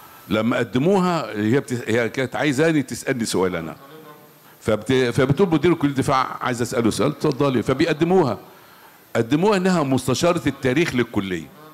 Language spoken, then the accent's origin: Arabic; Egypt; لازم يكون عندنا المصريين ثقه كده.